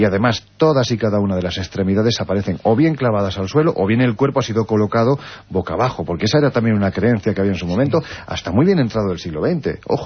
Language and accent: Spanish; Jaén, Andalusia, Spain; Mira, hace dos semanas, estando en mi tierra, en Jaén, presentando precisamente la novela